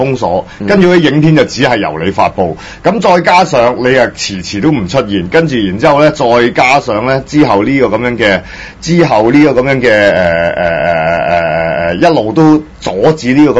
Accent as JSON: {"language": "Cantonese", "country": "Hong Kong", "said": "那譬如我們香港人會關心的"}